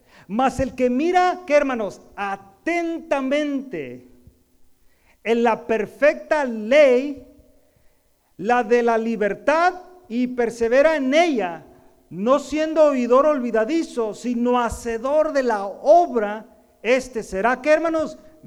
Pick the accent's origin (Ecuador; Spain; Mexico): Mexico; now in United States; no por hablar porque yo soy mexicano